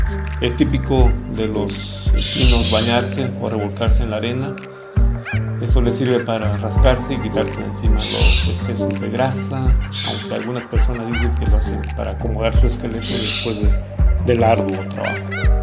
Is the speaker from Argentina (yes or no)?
no; San Juan Colorado, Oaxaca, Mexico; first language Mixtec; Spanish is a second language; un placer saludarles desde la costa chica oaxaqueña. … originario del pueblo de San Juan Colorado, del distrito de Jamitepec, donde nuestra lengua materna es el mixteco.